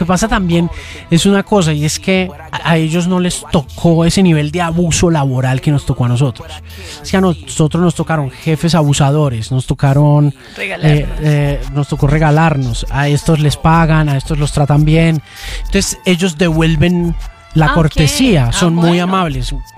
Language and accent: Spanish; Argentina; Me he quedado hablando así, claro, vengo de Argentina.